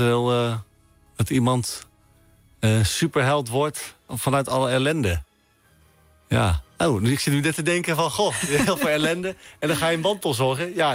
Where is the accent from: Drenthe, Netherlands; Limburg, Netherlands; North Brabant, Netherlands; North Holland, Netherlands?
Drenthe, Netherlands; Ja, en ik ben ook een Drent, dus ik ben ook gekleurd.